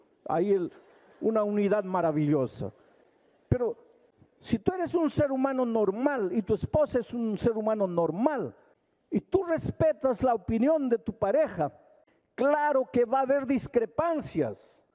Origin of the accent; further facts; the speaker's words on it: Jauja, Junín, Peru; Yo vengo de Jauja.